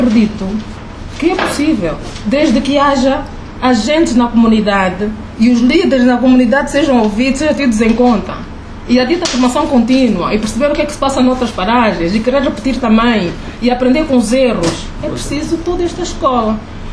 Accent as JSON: {"language": "Portuguese", "region": "Luanda", "country": "Angola", "tie": "born or raised there", "said": "como é o caso do bairro popular Neves Bendia, onde eu cresci, onde eu passei parte da minha juventude."}